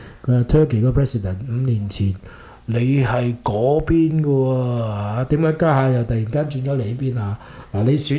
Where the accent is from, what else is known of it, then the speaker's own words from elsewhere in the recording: Hong Kong; 比我哋香港人嗰啲問題咧就複雜好多嘅